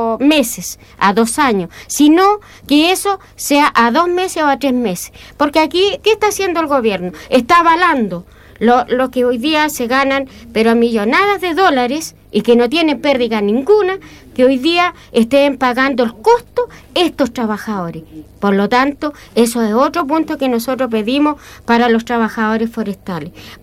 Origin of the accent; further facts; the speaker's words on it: Chile; también eso para mí es indigno, como mujer chilena